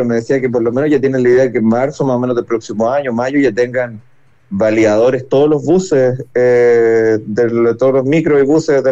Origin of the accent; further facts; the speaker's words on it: Viña del Mar, Valparaíso, Chile; yo soy viñamarino, no soy porteño, siempre lo digo, tengo un gran cariño por Valparaíso, pero sí soy de la Caleta Portales, porque yo prácticamente crecí ahí